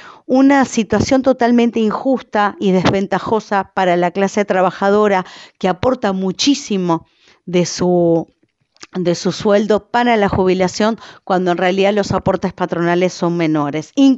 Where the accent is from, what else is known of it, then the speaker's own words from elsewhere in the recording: Uruguay; esto es un debate que nos debemos como uruguayos, como uruguayas